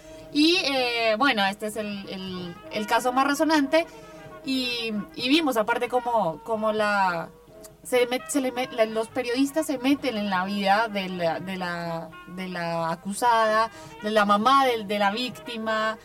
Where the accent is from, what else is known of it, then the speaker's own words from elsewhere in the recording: Colombia; yo lo digo por lo que soy colombiana